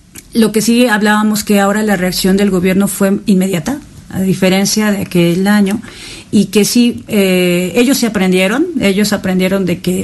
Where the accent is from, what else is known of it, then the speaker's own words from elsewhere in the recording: Mexico; Tenemos este carácter como mexicanos